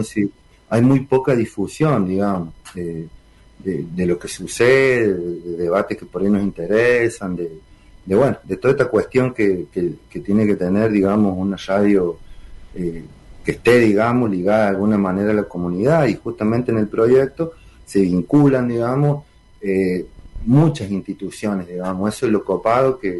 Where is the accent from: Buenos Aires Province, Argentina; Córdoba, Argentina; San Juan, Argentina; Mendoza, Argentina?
San Juan, Argentina; vengo, sí, como de una experiencia comunicacional del lado de San Juan, de donde soy yo